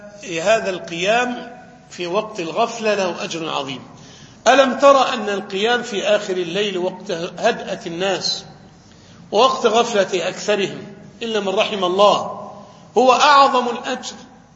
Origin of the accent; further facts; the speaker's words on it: Egypt; سواء لما وقعت الفتن في العراق أو في الشام أو عندنا في مصر